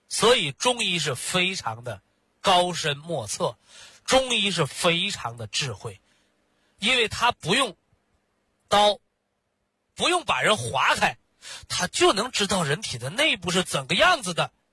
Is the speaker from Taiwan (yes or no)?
no; China; 我们中国人运用西方医学的技术